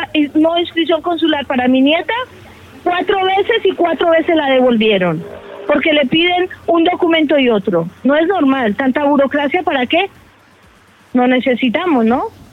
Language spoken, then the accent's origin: Spanish; Benicarló, Valencian Community, Spain; Yo vengo de un pueblo de la Comunidad Valenciana que se llama Benicarló.